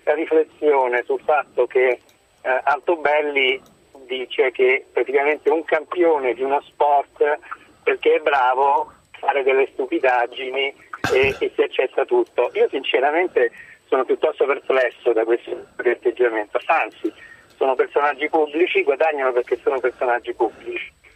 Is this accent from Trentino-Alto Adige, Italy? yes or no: no; Rome, Lazio, Italy; io sono romano